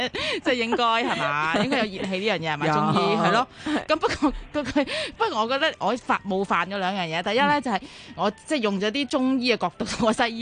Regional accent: China; 咁如果我哋中国人嗰啲面咧，咩上海面啊、河粉啊

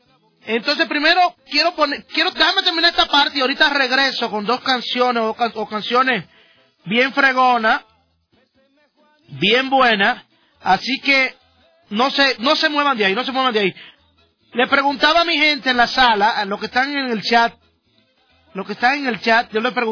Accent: Dominican Republic; Porque como en Dominicana no tenemos selección de fútbol, yo estoy apoyando a México

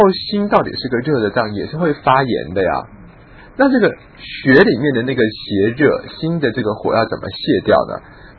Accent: China; 可是我觉得我们中国人的那个本草啊，真的是可以滥用误用

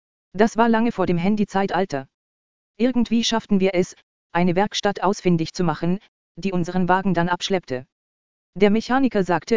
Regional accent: Austria; Wir schafften es, in mein Heimatland, Österreich, zurückzutrampen.

